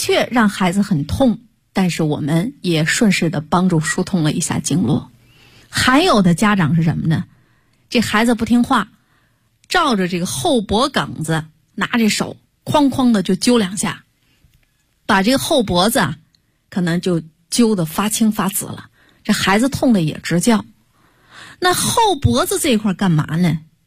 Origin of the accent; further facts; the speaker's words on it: China; 我们作为中国人，如果我们不懂中医的话，我们是不是一种耻辱？